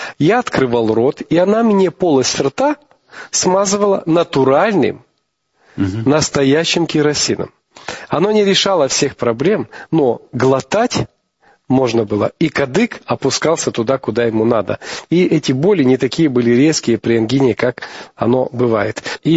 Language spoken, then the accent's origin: Russian; Kyiv, Ukraine; born there; я родился в Московском районе, Сталинки, а сейчас это Голосеевский район.